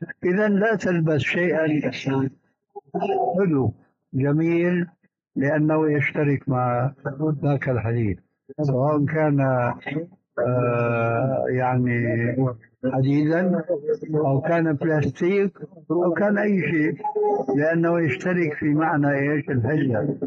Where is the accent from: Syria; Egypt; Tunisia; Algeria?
Syria; فأنا قلت السيارة كما يقولون عندنا بالشام تجلى علي الباطل